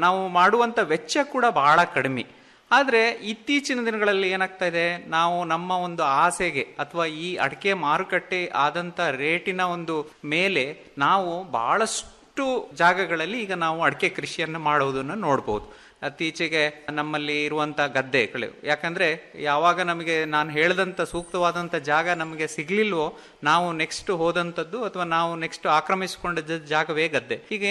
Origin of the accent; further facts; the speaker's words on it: Karnataka, India; ನಾನು ಒಬ್ಬ ಕೃಷಿ ವಿಜ್ಞಾನಿ ಆಗಕ್ಕಿಂತ ಮುಂಚೆ ನಾವೊಬ್ಬ ಕೃಷಿಕನೇ, ಅದು ಅಡಿಕೆ ಕೃಷಿಕರೇ. ನಾವು ಮಲೆನಾಡು ಭಾಗದವರು.